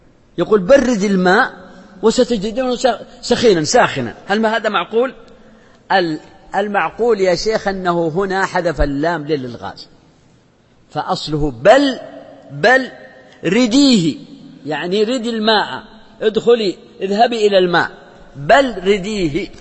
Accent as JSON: {"language": "Arabic", "region": "south", "country": "Saudi Arabia", "said": "وأنا من الجنوب وأعرف هذا"}